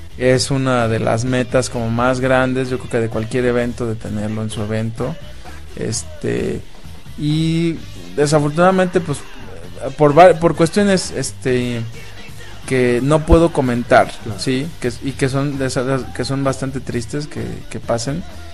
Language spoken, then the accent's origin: Spanish; Mexico; que sigan como somos los mexicanos